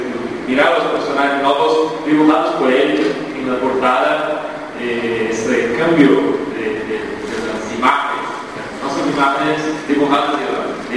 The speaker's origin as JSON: {"language": "Spanish", "country": "Brazil", "said": "nosotros estamos acá, venimos de Brasil, volveremos a Brasil"}